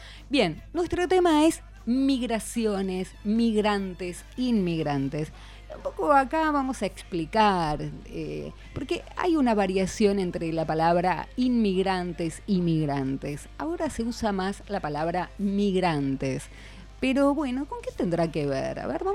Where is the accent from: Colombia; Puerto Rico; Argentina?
Argentina; ya olvidamos tal vez el idioma porque no lo aprendimos, el idioma de nuestros abuelos. Ya somos como absolutamente argentinas